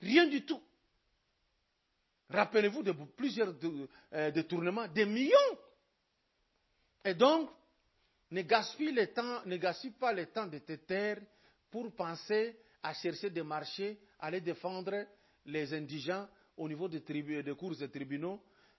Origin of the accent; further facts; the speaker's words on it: Lubumbashi, Haut-Katanga, DR Congo; Moi, je suis de Lubumbashi.